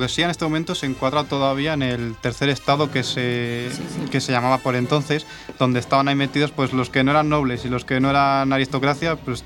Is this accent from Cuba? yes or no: no; Villavaruz, Castile and León, Spain; Ese es mi pueblo, sí.